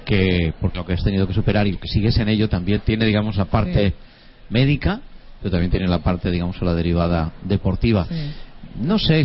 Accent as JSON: {"language": "Spanish", "town": "Gandia", "region": "Valencian Community", "country": "Spain", "said": "La 10K de mi pueblo, en Gandía, de mi ciudad."}